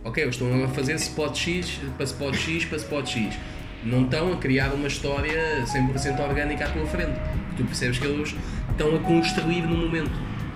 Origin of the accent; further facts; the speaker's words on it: Lisbon, Portugal; A minha infância em Chelas, que tem 2 beats lá dentro